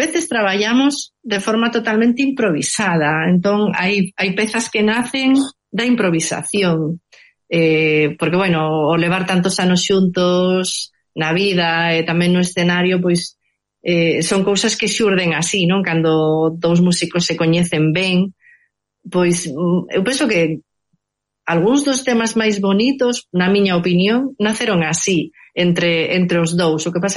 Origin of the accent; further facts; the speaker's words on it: Covas, Galicia, Spain; que sabedes que eu son do Couto Misto, é de Covas, dos Blancos, non?